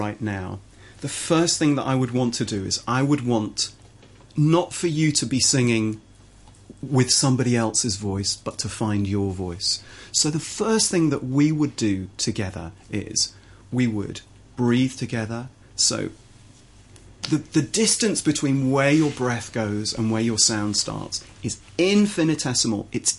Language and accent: English; England, United Kingdom; I will unashamedly sing in an English way because I'm an English guy.